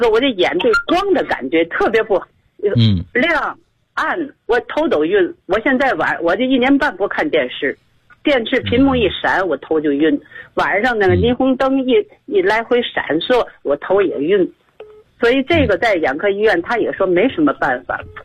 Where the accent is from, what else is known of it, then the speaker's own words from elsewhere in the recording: Tianjin, China; 我是天津的一个会员。